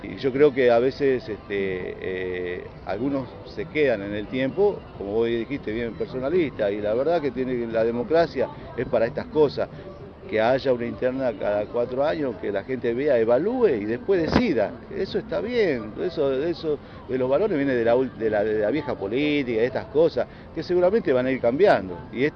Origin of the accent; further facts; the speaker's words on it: Santa Cruz, Argentina; born there; soy nacido en Santa Cruz, aparte, y conozco las obras desde allá.